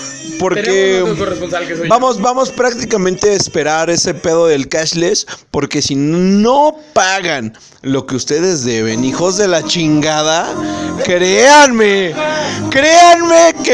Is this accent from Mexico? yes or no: yes; Mexico; Muchas veces por querer copiar estilos o situaciones nos va muy mal como mexicanos.